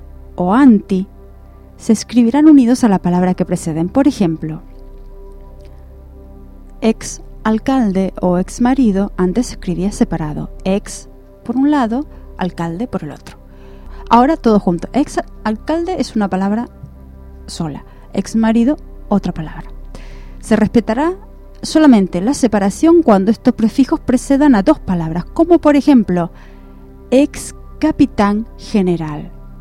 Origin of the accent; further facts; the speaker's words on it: Argentina; Porque en Argentina, por ejemplo, en mi país es DVD.